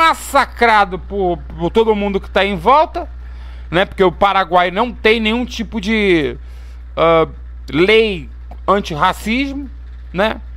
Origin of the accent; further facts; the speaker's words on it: Mesquita, Rio de Janeiro, Brazil; como sou de Mesquita, quem gerencia é a LSB, né?